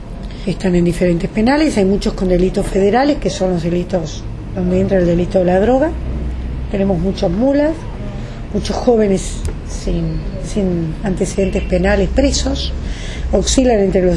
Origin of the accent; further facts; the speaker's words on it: Uruguay; moved away; Los de afuera somos uruguayos que por alguna circunstancia de la vida nos tuvimos que ir.